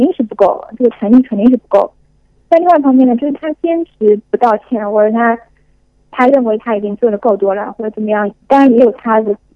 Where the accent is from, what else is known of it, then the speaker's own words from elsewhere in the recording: China; 当然，我作为中国人，我始终觉得